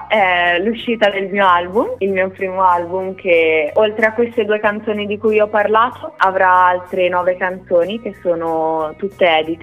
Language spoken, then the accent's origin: Italian; Emilia-Romagna, Italy; E io da romagnola mi sono trovata a dover imparare un pochino grossolanamente